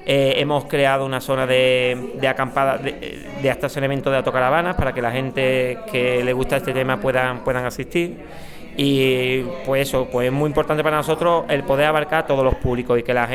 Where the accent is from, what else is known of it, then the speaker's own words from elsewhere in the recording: Málaga, Andalusia, Spain; now in Antequera, Spain; Bueno, vengo realmente de Antequera, que está muy cerquita de Benamejí. Yo soy de Málaga, aunque tengo mucha relación con la Subbética y con Córdoba.